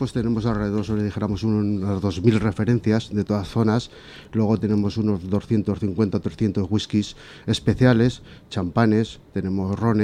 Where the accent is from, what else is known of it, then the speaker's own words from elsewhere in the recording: Zaragoza, Aragon, Spain; Somos todos de Zaragoza.